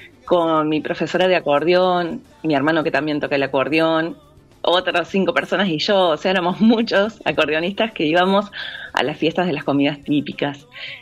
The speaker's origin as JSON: {"language": "Spanish", "town": "La Cumbre", "region": "Córdoba", "country": "Argentina", "tie": "born or raised there", "said": "yo nací en La Cumbre y me crié en La Cumbre, digamos que hasta los 18 viví todo el tiempo en La Cumbre. Después, como en ese pueblito que es muy chico, no, bueno, ahora ya es ciudad"}